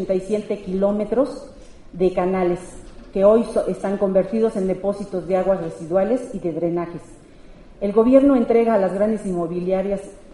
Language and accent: Spanish; Santa Cruz Acalpixca, Mexico City, Mexico; yo vengo del pueblo de Santa Cruz Acalpisca, en Xochimilco